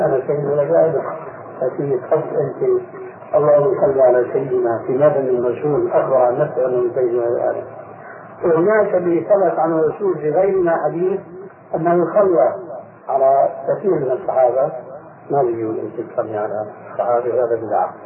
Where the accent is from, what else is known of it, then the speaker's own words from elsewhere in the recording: Syria; يشكو مش عندنا في الشام